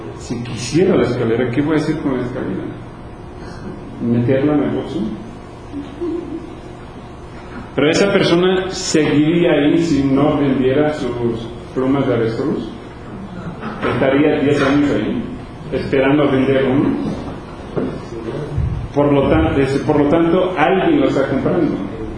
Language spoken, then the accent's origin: Spanish; Louisiana, United States; Y otros países o estados donde yo crecí en Luisiana, ganan una miseria.